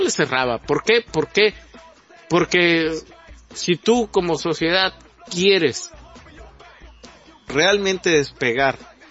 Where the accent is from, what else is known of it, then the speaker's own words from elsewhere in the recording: Mexico; porque creo que a veces todo el problema es que no nos logramos aceptar como mexicanos.